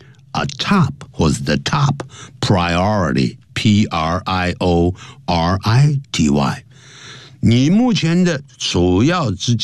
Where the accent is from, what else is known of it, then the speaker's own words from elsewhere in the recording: China; 常常听到这，我们中国人常常会念成 serious 啊